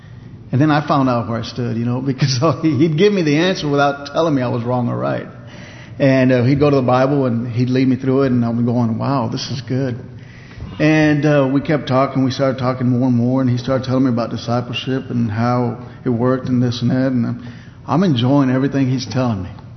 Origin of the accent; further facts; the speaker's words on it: Texas, United States; I walked up, I'm from Texas, I went to Oklahoma.